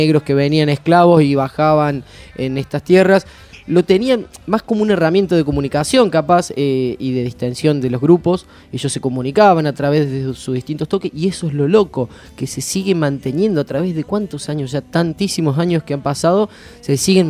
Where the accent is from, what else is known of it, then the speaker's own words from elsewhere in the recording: Córdoba, Argentina; now in La Plata, Argentina; ¿Qué hace un cordobés en la ciudad de La Plata? Y se enamora de la ciudad.